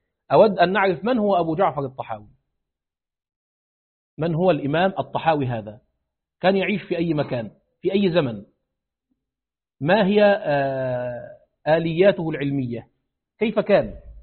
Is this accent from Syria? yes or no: no; Egypt; لأنه عندنا في مصر من قديم هذا عندنا الأربعة مذاهب